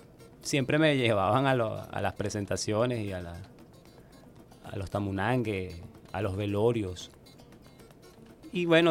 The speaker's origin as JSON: {"language": "Spanish", "town": "Barbacoa", "region": "Lara", "country": "Venezuela", "tie": "born or raised there", "also_born_or_lived": "Caracas", "said": "Yo soy nacido acá en Caracas. Yo nací acá en Caracas y 15 días de nacido me llevaron a Barbacoa."}